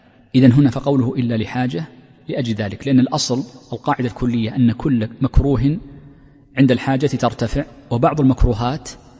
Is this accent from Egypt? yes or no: no; Saudi Arabia; وفي جنوبها أيضا عندنا في تهامة موجود مدافن حجرية.